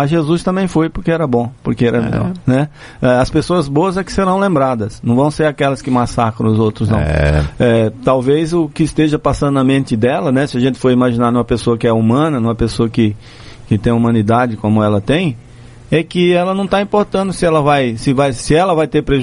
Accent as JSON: {"language": "Portuguese", "region": "Northeast Region", "country": "Brazil", "said": "eu prefiro ficar aqui na minha terra mesmo, no Nordeste."}